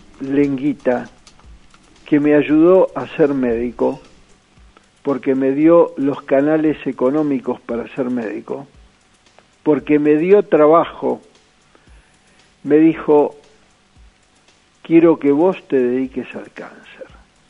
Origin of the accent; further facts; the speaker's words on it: Argentina; Yo lo que propongo, como muchos argentinos proponemos y muchos argentinos expatriados son hoy gente que va a recibir premios Nobel dentro de unos años